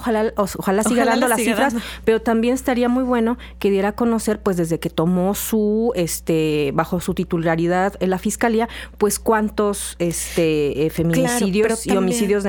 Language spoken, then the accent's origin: Spanish; Veracruz, Mexico; porque yo vivo aquí y soy veracruzana, ¿no?